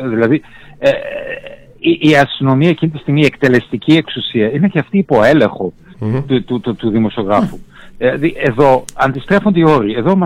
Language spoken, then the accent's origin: Greek; Germany; Γεννήθηκα, μεγάλωσα στη Γερμανία.